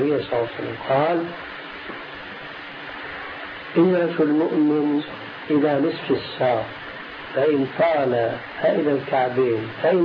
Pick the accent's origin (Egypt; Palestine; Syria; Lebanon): Syria; عندنا في سوريا